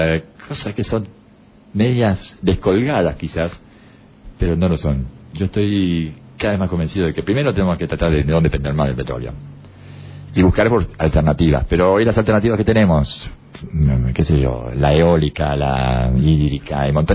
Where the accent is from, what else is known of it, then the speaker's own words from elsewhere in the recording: Uruguay; casualmente es el presidente de mi país, yo soy uruguayo